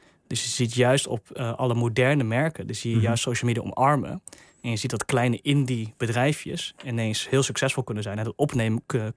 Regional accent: Netherlands; ook al zijn we als Nederlanders redelijk eigenzinnig en willen het zelf uitzoeken

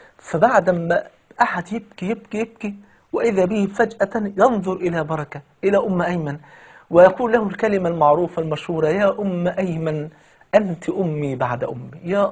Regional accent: Egypt; وطبعا يعني المثل البلدي عندنا في مصر يقول لك

